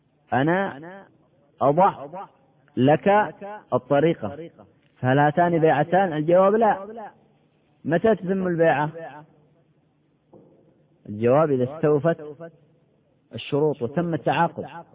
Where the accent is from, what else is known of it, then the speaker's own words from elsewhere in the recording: Yemen; كما يقال عندنا في اليمن